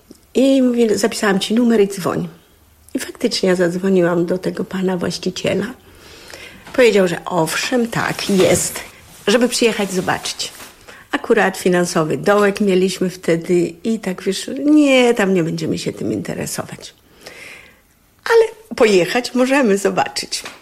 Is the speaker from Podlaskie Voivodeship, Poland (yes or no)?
yes; Podlaskie Voivodeship, Poland; also born or lived in Błonie / Legionowo; My pochodzimy z Podlasia, oboje. Chcieliśmy wrócić. Mieszkaliśmy w Błoniu, mieszkaliśmy w Legionowie tyle lat, tam mamy dom